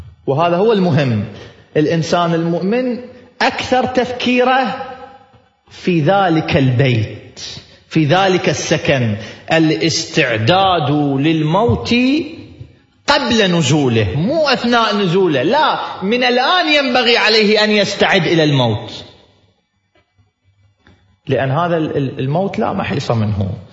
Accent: Iraq; في واحد شيخ قبيلة عندنا في العراق

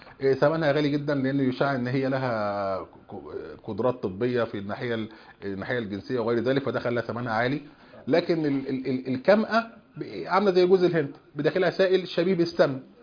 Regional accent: Egypt; عندنا في مصر وفي كثير من البلاد

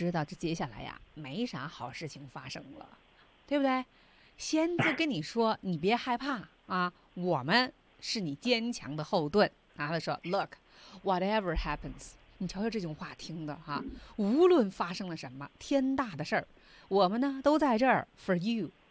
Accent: China; 我们中国人喜欢说来来来坐下说

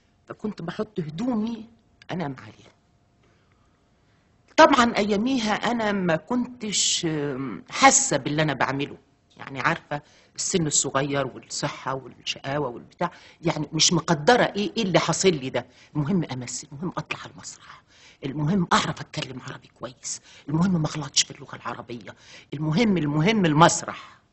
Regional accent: Upper Egypt, Egypt; هم ربوني هم عارفين إن أنا ست صعيدية، بنت صعيدية ودغري وصادقة

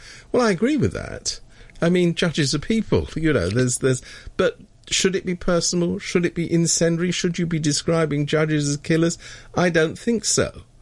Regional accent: United Kingdom; I keep coming back to this thing about something I happen to know about being British.

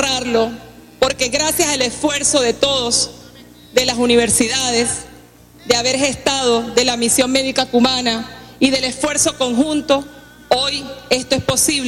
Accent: Venezuela; Somos humildes los venezolanos y las venezolanas.

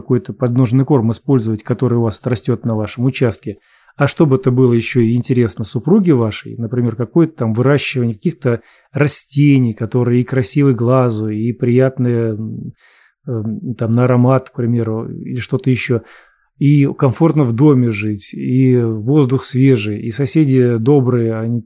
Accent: Ukraine; Мы из Украины. Предки до Великой Отечественной войны жили в Омской области.

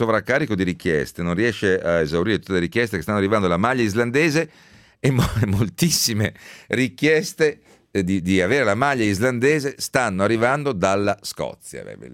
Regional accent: Veneto, Italy; perché sono un veneto rinnegato

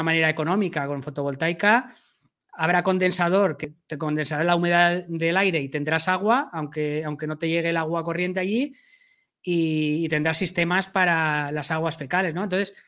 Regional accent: Castellón de la Plana, Valencian Community, Spain; yo soy de Castellón, ¿vale? En Castellón los precios no han subido nada desde la crisis.

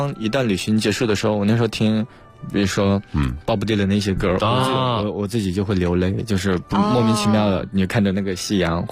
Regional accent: Hubei, China; born there; 因为我出生在农村，出生在湖北

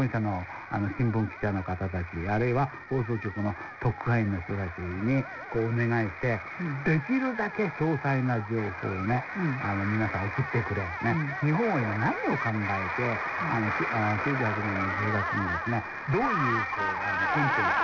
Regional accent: South Korea; 韓国人としては悔しいですけれども

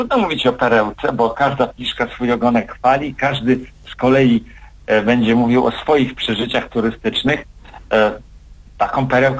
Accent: Warmian-Masurian Voivodeship, Poland; ja mieszkam w Olsztynie, mimo że jestem wiceprezesem Zarządu Głównego PTTK w Warszawie i urodziłem się i wychowałem się na Warmii, Mazury mam blisko

